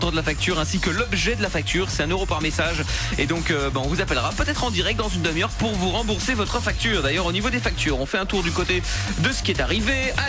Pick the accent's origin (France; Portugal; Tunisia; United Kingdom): Portugal; Non, il y a que moi qui peux faire ça parce que je suis portugais.